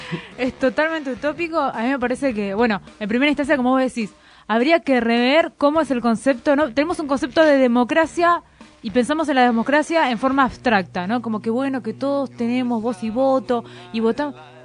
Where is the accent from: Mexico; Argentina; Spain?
Argentina; Porque somos argentinos y apoyamos el mundial.